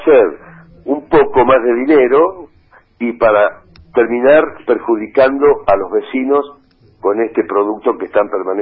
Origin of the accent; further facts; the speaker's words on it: Benito Juárez, Buenos Aires Province, Argentina; born there; Y soy nacido acá en Juárez.